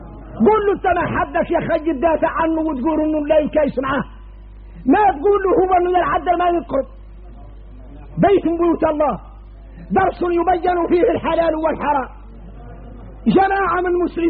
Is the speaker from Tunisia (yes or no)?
no; Mauritania; احنا موريتاني لا يحلم عنا هذا